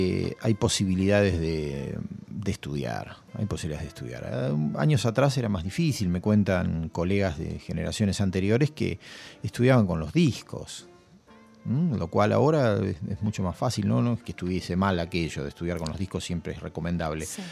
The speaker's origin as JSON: {"language": "Spanish", "town": "General Pico", "region": "La Pampa", "country": "Argentina", "tie": "born or raised there", "said": "Claro, porque en mi ciudad natal, en General Pico, las calles tienen nombres, pero tienen números."}